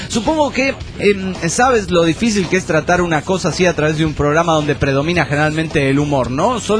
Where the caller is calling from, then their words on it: Guadalajara, Jalisco, Mexico; de Guanatos, Jalisco, México.